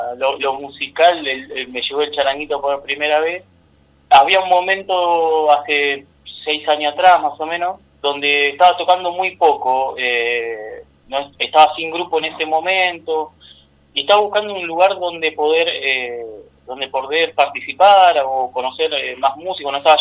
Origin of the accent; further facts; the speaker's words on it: Buenos Aires, Argentina; Yo soy porteño, en Buenos Aires hay peña